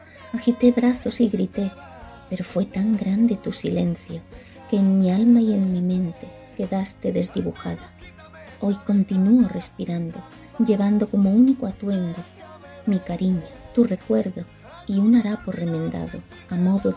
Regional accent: Santiago de Compostela, Galicia, Spain; de Santiago de Compostela.

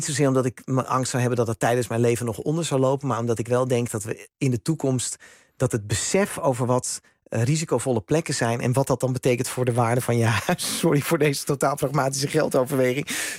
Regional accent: Netherlands; dat wij als Nederlanders naar Duitsland zouden gaan.

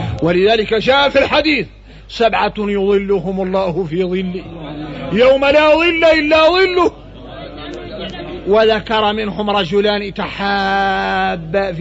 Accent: Mauritania; ونقوم احنا موريتاني فينا الرق

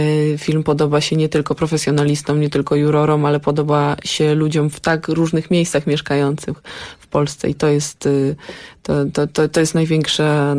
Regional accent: Warsaw, Masovian Voivodeship, Poland; Ja generalnie pochodzę z Warszawy

